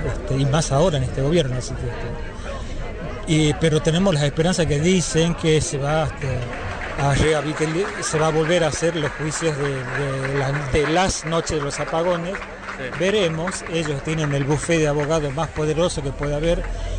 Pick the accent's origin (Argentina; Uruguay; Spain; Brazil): Argentina; Ledesma, Jujuy; los que somos de Jujuy, los que somos de Ledesma, Jujuy, sabemos perfectamente